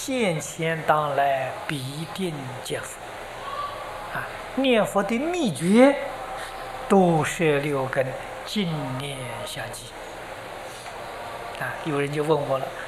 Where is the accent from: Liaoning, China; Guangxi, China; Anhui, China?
Anhui, China; 我是安徽人，我们家乡步行到九华山要走一个星期，啊，我们住在江北，过长江要走一个星期